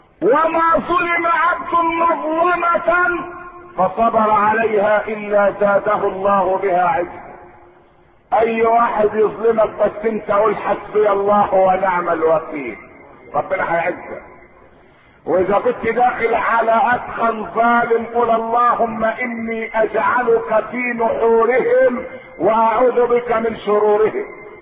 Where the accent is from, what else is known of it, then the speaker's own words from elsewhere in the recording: Egypt; احنا مسلمين ومصريين زي بعض احنا مصريين